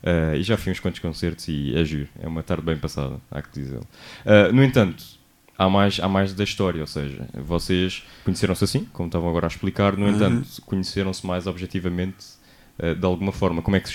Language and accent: Portuguese; Cacém, Lisbon, Portugal; Porque eu sou do Cacém e a linha de Sintra tem um gostinho especial para mim, posso dizê-lo.